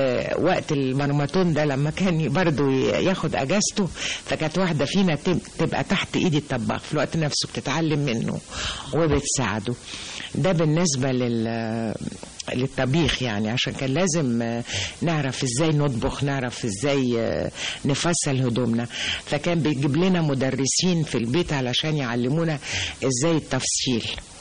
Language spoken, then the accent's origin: Arabic; Sharqia Governorate, Egypt; هو كان من الاعيان عندنا في البلد في الريف، احنا من الشرقية، وكنا بنقضي يمكن اجازة الصيف من المدرسة كنا بنقضيها في البلد.